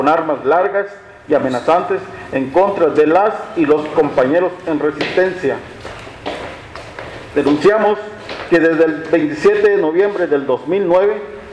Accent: Mexico; debemos afrontar como mexicanos y mexicanas a causa de los atropellos del sistema

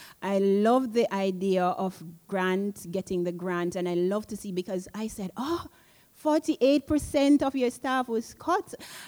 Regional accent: Jamaica; I am from Jamaica.

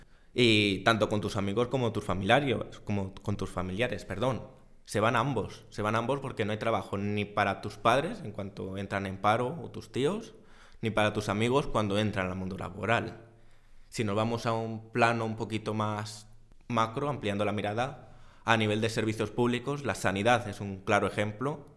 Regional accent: Zamora, Castile and León, Spain; Siempre se ha escuchado, al menos en mi tierra, ese estudia y vete para tener un futuro mejor, precisamente porque en Zamora hasta hoy y todavía hoy

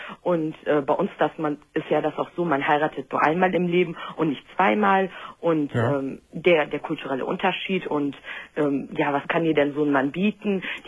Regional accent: Düsseldorf, North Rhine-Westphalia, Germany; also ich komme aus Düsseldorf

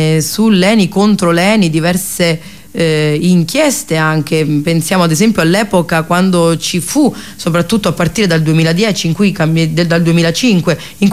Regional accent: Basilicata, Italy; perché vengo dalla Basilicata, dalla Val d'Agri.

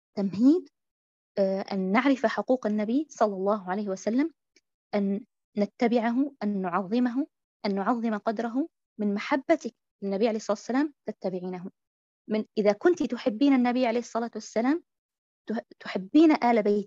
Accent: Syria; مثلا أنا أقول يعني عن بلدي الشام مثلا

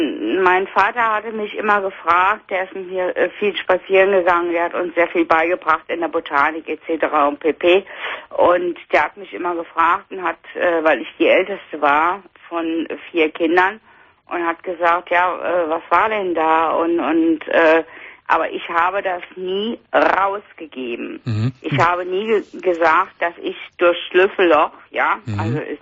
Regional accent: Rhineland-Palatinate, Germany; ich komme aus Rheinland-Pfalz, die hatten noch keine Fernseher und er war immer da.

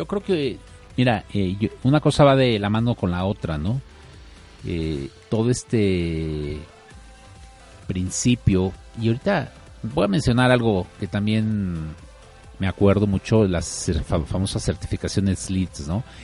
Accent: Mexico; nos estamos enfrentando a un nuevo reto como mexicanos.

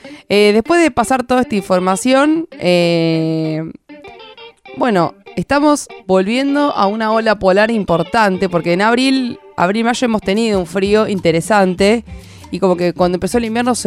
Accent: La Plata, Buenos Aires Province, Argentina; Yo soy platense.

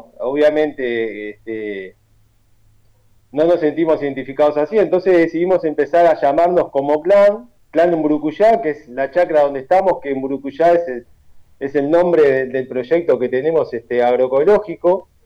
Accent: Montevideo, Uruguay; ancestría charrúa, ¿no? Por mis abuelos y mis abuelos allá de la aldea. Yo nací en el Cerro Montevideo, viví 36 años en el Cerro Montevideo. Mis viejos se fueron del Cerro de la Aldea para el Cerro Montevideo.

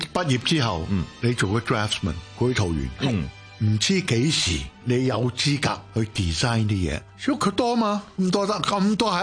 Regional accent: China; 我中国人，英文唔系我母语

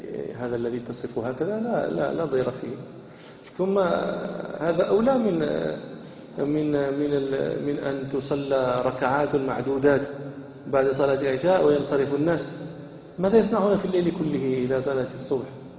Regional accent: Morocco; هذه العادة موجودة عندنا في المغرب

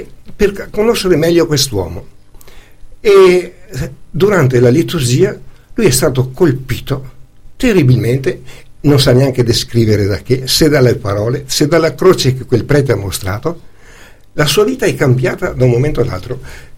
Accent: Veneto, Italy; perché io come veneto

